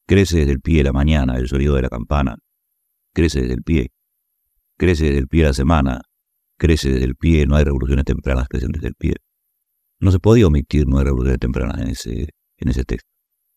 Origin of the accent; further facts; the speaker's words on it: Uruguay; todavía puedo hacerlo en mi tierra. Y naturalmente fuera del Uruguay.